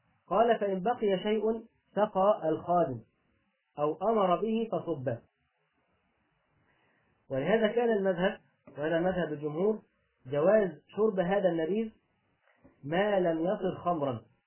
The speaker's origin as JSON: {"language": "Arabic", "country": "Egypt", "said": "اللي بيسموه عندنا في مصر اللي هو اللي اللي هو الخشاف"}